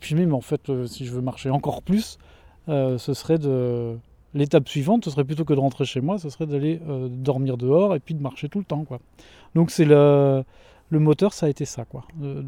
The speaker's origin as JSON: {"language": "French", "region": "Pays de la Loire", "country": "France", "said": "Je suis originaire de la Mayenne, et j'ai fait un épisode de 4 ans itinérant, donc j'avais plus de maison"}